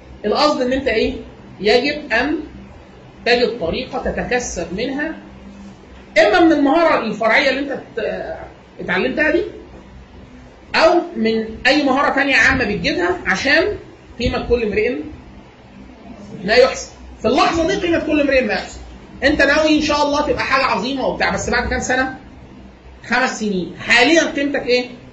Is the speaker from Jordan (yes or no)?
no; Egypt; انا من مصر وباخد اقل من 5000 دولار في السنه